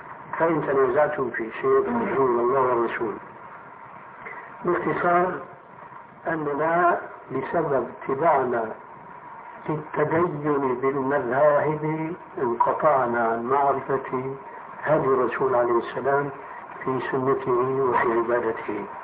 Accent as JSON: {"language": "Arabic", "town": "Damascus", "region": "Damascus Governorate", "country": "Syria", "said": "هناك عندنا في دمشق المسجد الأموي في 4 محاريب"}